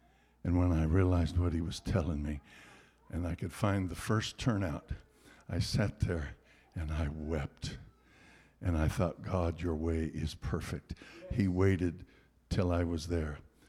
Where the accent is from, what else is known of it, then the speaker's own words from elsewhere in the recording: California, United States; I'm from California. We got people look like they came from Mars.